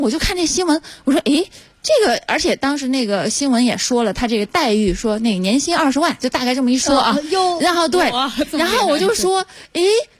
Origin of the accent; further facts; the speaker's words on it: Sichuan, China; 也是我们一个老乡，就是我是四川人嘛，然后老家的一个